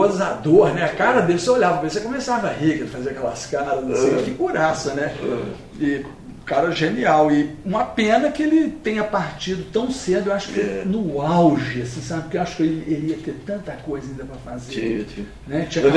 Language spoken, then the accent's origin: Portuguese; Minas Gerais, Brazil; Eu, como mineiro, tenho o direito de falar.